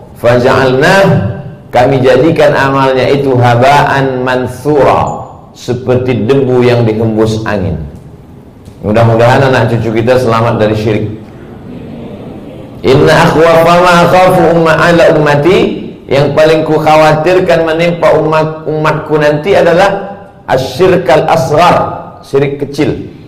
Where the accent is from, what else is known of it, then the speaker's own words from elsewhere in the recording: Sumatra, Indonesia; Saya dari pulau Sumatera, bapak ibu di pulau Kalimantan. Suku juga berbeda, bahasa juga berbeda.